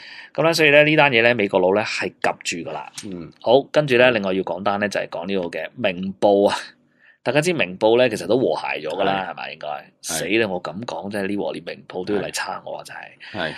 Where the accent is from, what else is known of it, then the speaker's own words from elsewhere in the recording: China; 我都系中国人嚟噶